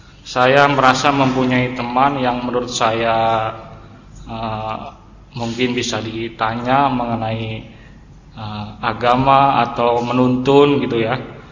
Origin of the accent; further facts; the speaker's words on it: Tangerang, Banten, Indonesia; Saya dari Tangerang.